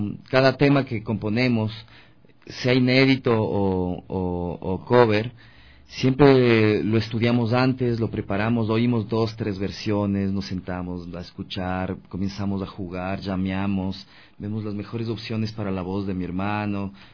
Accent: Quito, Pichincha, Ecuador; No, yo soy de Quito.

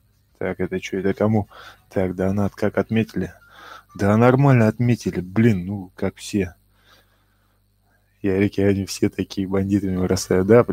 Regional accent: Ukraine; Да, я с Украины.

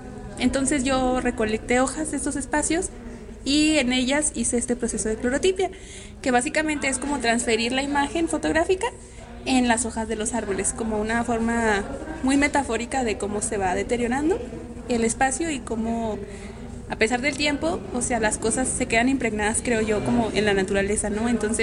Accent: Durango, Mexico; Vengo de Durango, de la capital, y vine aquí a Zacatecas

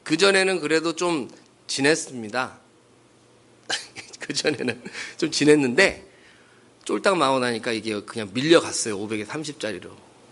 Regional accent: China; now in South Korea; 그땐 제가 중국에서 왔기 때문에, 뭐, 학력도 없고 아무것도 없고, 그때는 중국을 인정도 안 해줄 때예요.

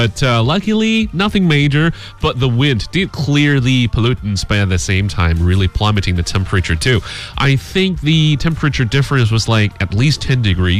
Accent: China; you're talking to a Chinese.

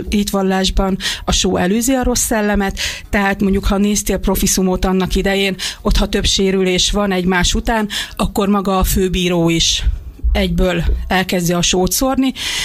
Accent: Szolnok, Jász-Nagykun-Szolnok, Hungary; Hát itt Magyarországon 2001 volt az első magyar bajnokság, amit éppen Szolnok rendezett a szülővárosom

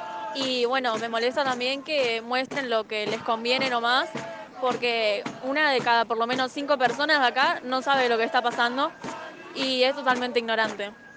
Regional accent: Marindia, Canelones, Uruguay; De Marindia.

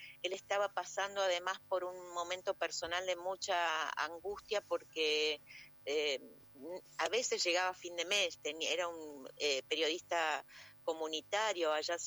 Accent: San Luis, Argentina; born there; yo nací en San Luis además

